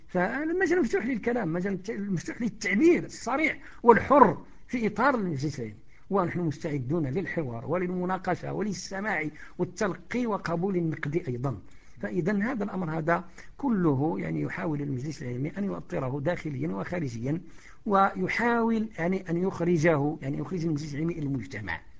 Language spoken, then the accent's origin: Arabic; Morocco; لانه صناعه الخطابه هذه صناعه يعني شبه منعدمه عندنا في المغرب